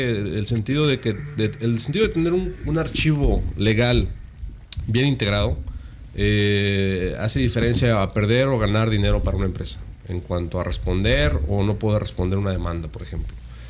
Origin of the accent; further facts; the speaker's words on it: Yucatán, Mexico; nos preguntan si somos de Estados Unidos, claro, o si estamos de México. No, somos yucatecos.